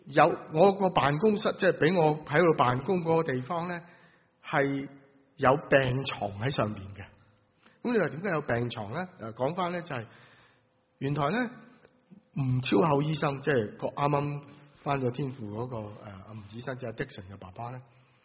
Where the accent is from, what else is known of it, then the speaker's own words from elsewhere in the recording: Guangdong, China; 我们广东人说誓愿吃生菜